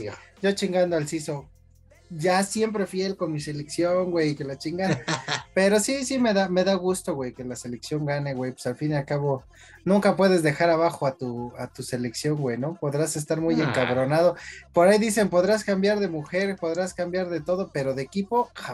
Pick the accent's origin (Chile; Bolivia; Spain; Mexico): Mexico; Me da gusto como mexicano, me da gusto.